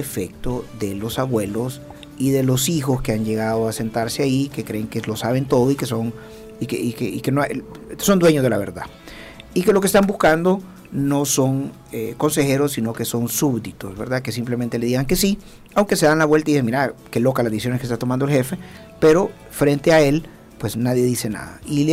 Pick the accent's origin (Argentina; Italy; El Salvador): El Salvador; San Salvador; No, yo soy de San Salvador, pero por eso se voy a decir.